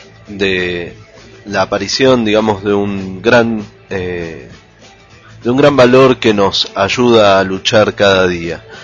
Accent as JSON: {"language": "Spanish", "country": "Argentina", "said": "nos atraviesa a nosotros también como argentinos latinoamericanos"}